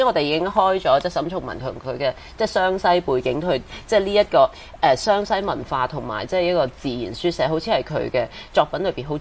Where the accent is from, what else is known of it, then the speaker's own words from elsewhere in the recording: Hong Kong; 幾即係幾咁悲慘我哋香港人。